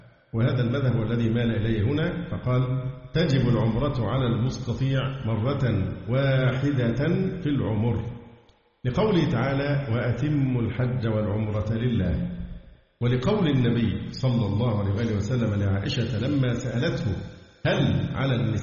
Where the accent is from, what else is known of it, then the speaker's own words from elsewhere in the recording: Egypt; فحتى الآن حالات عندنا في مصر والله الحمد قليلة جدا.